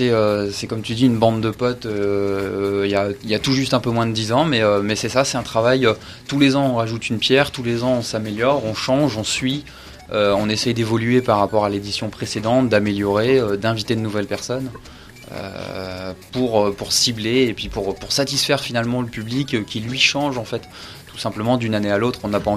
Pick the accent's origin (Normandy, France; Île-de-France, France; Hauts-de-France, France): Hauts-de-France, France; Maubeuge; Je viens de Maubeuge.